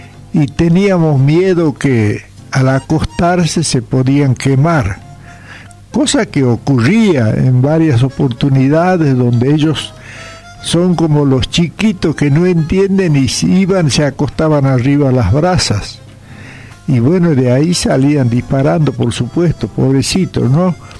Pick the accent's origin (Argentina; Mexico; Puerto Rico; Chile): Argentina; Santiago del Estero; me traslado a mi terruño, donde tuve la suerte de nacer, de criarme, allá sobre la barranca del río Dulce